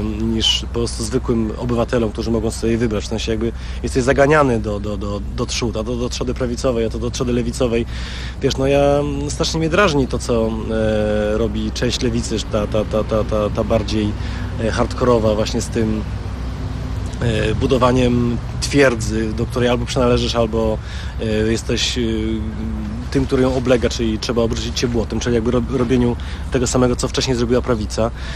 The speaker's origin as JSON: {"language": "Polish", "town": "Radom", "region": "Masovian Voivodeship", "country": "Poland", "said": "urodziłem się 10 kwietnia, jestem z Radomia"}